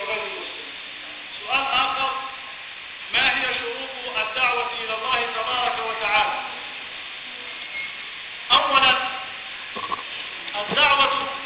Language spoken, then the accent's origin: Arabic; Upper Egypt, Egypt; في طرق كثير عندنا في الصعيد